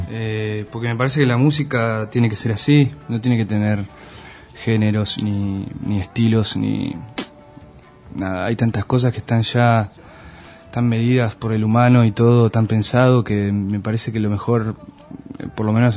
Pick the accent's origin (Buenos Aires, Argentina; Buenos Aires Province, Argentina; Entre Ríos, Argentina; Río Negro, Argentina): Río Negro, Argentina; Luis Beltrán; also born or lived in Viedma; Yo nací en Viedma y hice la escuela primaria en Luis Beltrán, que es un pueblito del Valle Medio, de Río Negro.